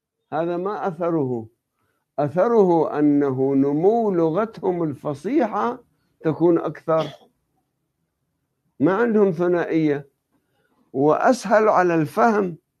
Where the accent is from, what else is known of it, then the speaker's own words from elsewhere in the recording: Lebanon; ولأني أنا نشأت بطفولة في لبنان